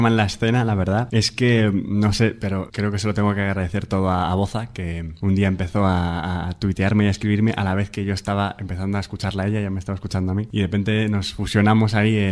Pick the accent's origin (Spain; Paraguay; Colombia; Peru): Spain; Gijón, Asturias; now in Madrid, Spain; es un poco de donde vengo también y tiene todo que ver, yo creo.